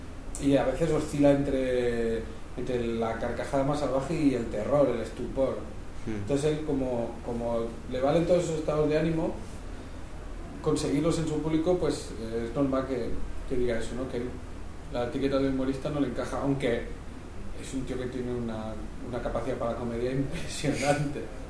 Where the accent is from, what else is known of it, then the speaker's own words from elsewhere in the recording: Cardona, Catalonia, Spain; él vivía en las afueras del pueblo, y en mi pueblo, en Cardona, hay una fortaleza medieval muy grande.